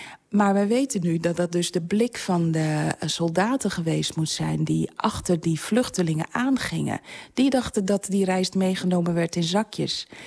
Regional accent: Curaçao; born there; Ik ben zelf geboren op Curaçao...

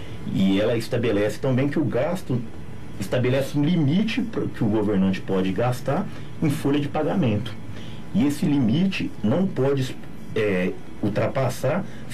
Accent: São Paulo, Brazil; para nós que somos paulistas

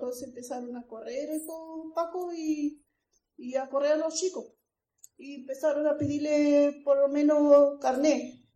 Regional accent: Puerto Montt, Los Lagos, Chile; Vengo de Puerto Montt

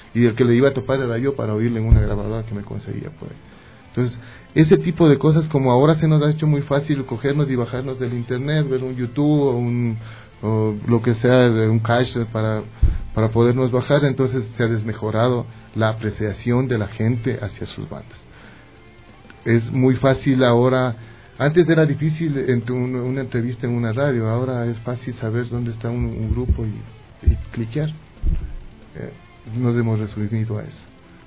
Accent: Ecuador; somos grupos ecuatorianos haciendo rock ecuatoriano.

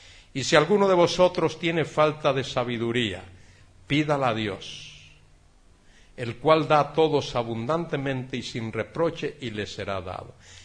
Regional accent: Galicia, Spain

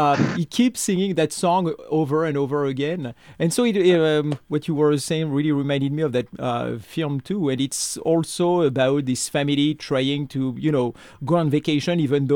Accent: Centre-Val de Loire, France; English is a second language; it actually takes place very close to where I grew up in the Loiret.

